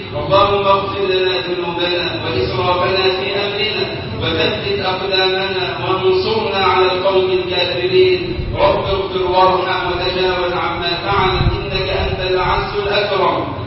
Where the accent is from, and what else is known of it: Egypt